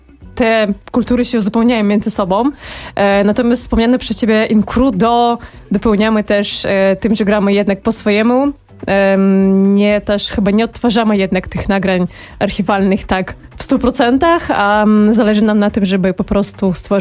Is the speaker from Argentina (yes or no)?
no; Belarus; now in Poland; z jednej strony jestem z Białorusi i trochę zewsząd, ale mieszkam w Polsce